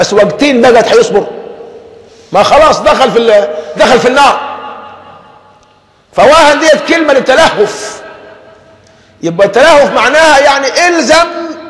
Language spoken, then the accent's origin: Arabic; Egypt; ولذلك عندنا كمصريين دمنا خفيف